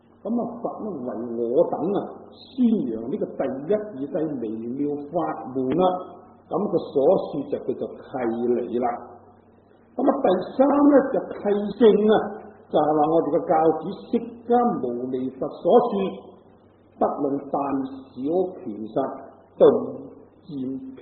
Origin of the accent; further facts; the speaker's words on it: Guangdong, China; 就算我哋广东人嚟讲咧，咁啊，亦都有好多嗰啲鄉音咧唔同嘅